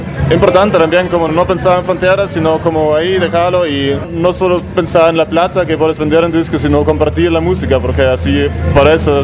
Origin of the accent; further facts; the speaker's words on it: Nuremberg, Bavaria, Germany; Creo que más aquí en la parte sur es donde estamos nosotros, somos de Nuremberg, se llama la ciudad.